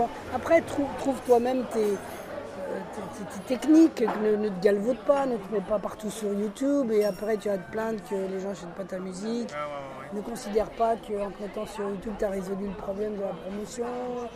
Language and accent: French; Lyon, Auvergne-Rhône-Alpes, France; also born or lived in Barcelona; now in Paris, France; J'étais de Lyon, moi. Enfin, on a immigré à Lyon. Je suis né à Barcelone.